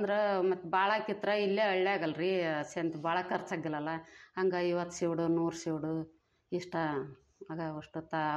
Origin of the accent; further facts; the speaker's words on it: Chikkamegeri, Karnataka, India; now in Chilakamukhi, India; ಚಿಕ್ಕಮೇಗೇರಿ.